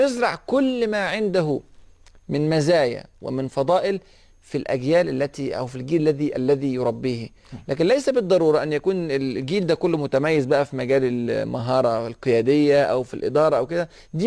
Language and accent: Arabic; Egypt; أنا مصري، فممكن أقدم المصري على السعودي أو على السوري أو على المغربي أو الباكستاني أو الأندونيسي